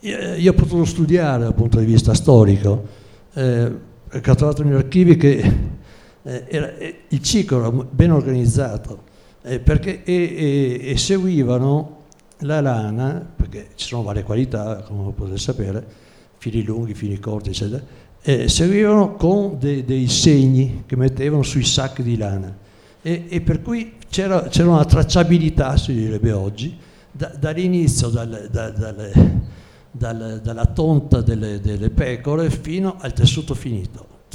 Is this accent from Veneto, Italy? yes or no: yes; Schio, Veneto, Italy; Io vengo da Vicenza, Schio